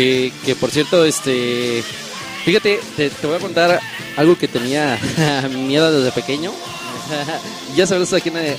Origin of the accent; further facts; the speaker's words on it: Acapulco, Guerrero, Mexico; Ay, papá, mira, uno de Poza Rica y yo de Acapulqueño.